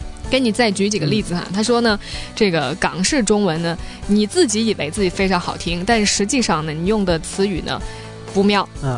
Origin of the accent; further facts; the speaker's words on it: China; 这是对于我从大陆来的，我看他哎这本书觉得还挺有启发